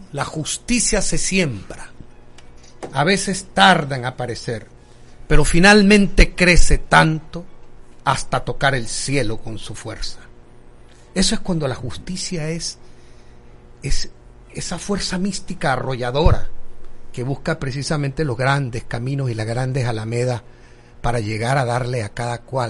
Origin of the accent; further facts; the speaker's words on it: Tolé, Chiriquí, Panama; porque yo soy un hombre de Tolé, nacido en Tolé, crecido en Tolé, mi familia se estableció allí